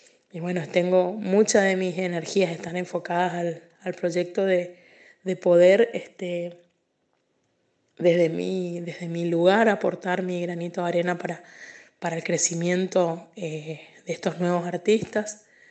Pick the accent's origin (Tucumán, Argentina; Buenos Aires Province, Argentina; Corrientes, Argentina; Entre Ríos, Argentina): Corrientes, Argentina; soy cantante, soy artista, soy chamamecera, soy correntina orgullosa de mi música